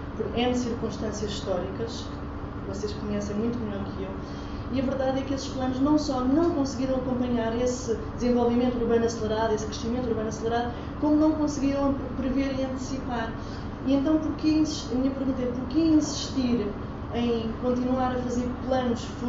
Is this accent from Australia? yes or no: no; Portugal; porque sou portuguesa